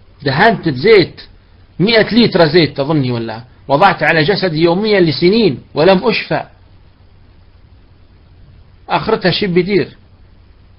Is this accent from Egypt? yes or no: no; Libya; احنا عندنا في ليبيا ناي مرات نقول لهم جيبوا لنا البخور الليبي، عندنا بخور احنا ليبي معروف